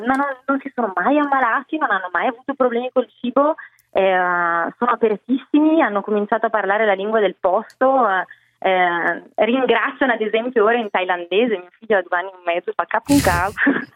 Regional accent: Bergamo, Lombardy, Italy; anche lei della stessa città da cui vengo io, che è Bergamo, perché sono originaria di Bergamo

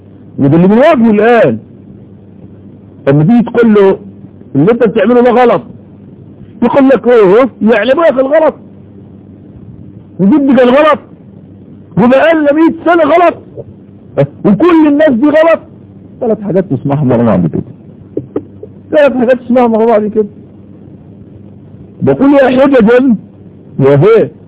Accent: Egypt; واقول على الاقل في بلدنا مصر

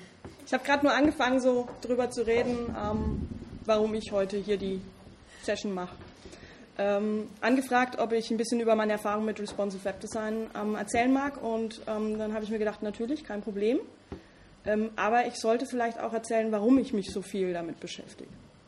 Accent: Bavaria, Germany; accent: Franconian; Wie man hört, komme ich aus Franken.

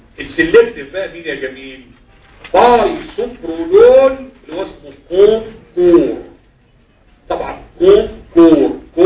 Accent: Egypt; مش كل حاجه موجوده عندنا في مصر

